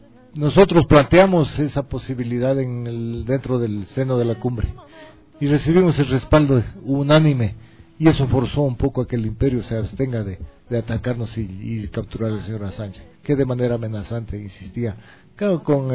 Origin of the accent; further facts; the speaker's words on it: Loja, Ecuador; Me han llamado unos amigos del sur del Ecuador, de Zamora y de Loja, porque yo soy de Loja. Soy ecuatoriano primero, pero nací en Loja.